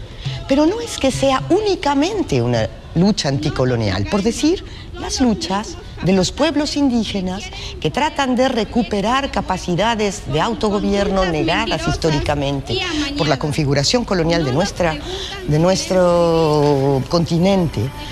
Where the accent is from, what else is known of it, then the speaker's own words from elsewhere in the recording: Mexico; now in Córdoba, Argentina; soy mexicana y estoy en la en Córdoba, Argentina